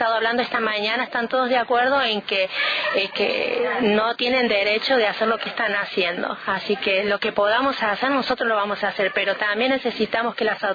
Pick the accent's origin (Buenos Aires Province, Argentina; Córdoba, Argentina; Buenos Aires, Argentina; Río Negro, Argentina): Córdoba, Argentina; Con Lara; estamos muy al límite con San Luis, y muchas veces cuando decimos somos de Con Lara, realmente pregunta si somos de San Luis.